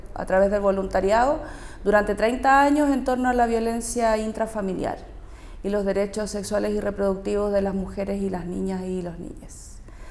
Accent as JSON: {"language": "Spanish", "town": "Santiago", "region": "Santiago Metropolitan", "country": "Chile", "tie": "born there", "lives_now": "Quintero, Chile", "said": "nací en Santiago. Mi familia se vino a vivir a Quintero en los 80, así es que yo vivo acá hace 40 años, creo, 42 por ahí."}